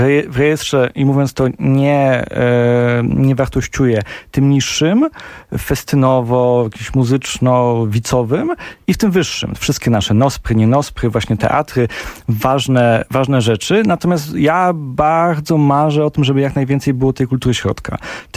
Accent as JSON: {"language": "Polish", "region": "Silesian Voivodeship", "country": "Poland", "said": "ja jestem w wielu mniejszościach, w mniejszości etnicznej jako Ślązak"}